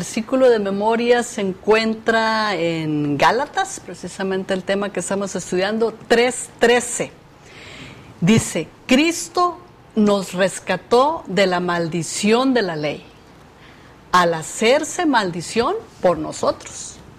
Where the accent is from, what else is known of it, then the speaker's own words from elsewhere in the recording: Mexico; yo soy mexicana, vivo aquí en Montemorelos